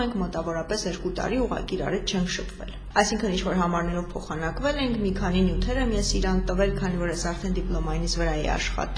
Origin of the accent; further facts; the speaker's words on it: Vanadzor, Lori, Armenia; ես Վանաձորից եմ, Վանաձորում եմ ծնվել մեծացել, բայց արդեն դե սովորել եմ Երևանում, աշխատում եմ Երևանում